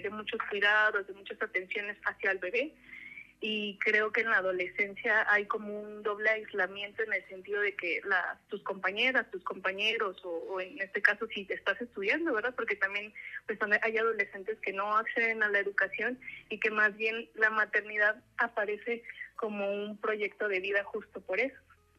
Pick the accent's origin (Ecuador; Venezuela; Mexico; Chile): Mexico; Apizaco, Tlaxcala; yo soy de Apizaco, es un pueblo industrializado, ¿no? Que hay quien dice que es ciudad, pero digo, es un pueblo que está en crecimiento, pero que es joven, o sea, tendrá 150 años